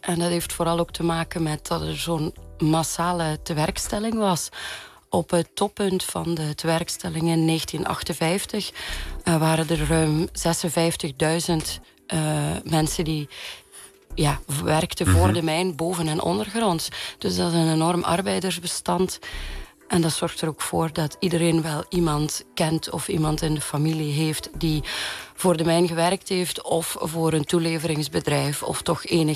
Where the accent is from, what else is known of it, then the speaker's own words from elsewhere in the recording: Flanders, Belgium; En ik kom uit Vlaanderen